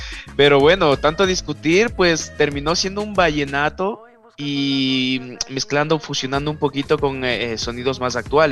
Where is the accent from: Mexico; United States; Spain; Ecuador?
Ecuador; Quito, Pichincha; Estamos haciendo un trabajo a las afueras de Quito que sería la periferia, ¿no? De mi ciudad natal.